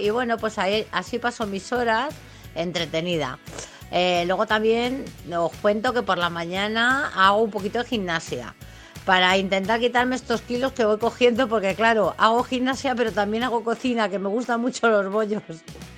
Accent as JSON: {"language": "Spanish", "town": "Madrid", "region": "Community of Madrid", "country": "Spain", "said": "me gusta San Isidro y soy muy de Madrid"}